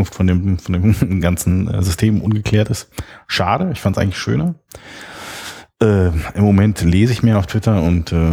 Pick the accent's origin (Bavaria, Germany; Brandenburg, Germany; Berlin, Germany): Berlin, Germany; Ich bin Ur-Berliner, waschechter Berliner, sagt man, in der dritten Generation.